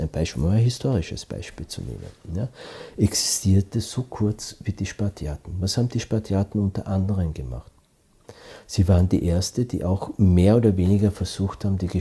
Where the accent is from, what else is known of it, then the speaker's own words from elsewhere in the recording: Austria; Ich bin ja Österreicher und ich arbeite ja international.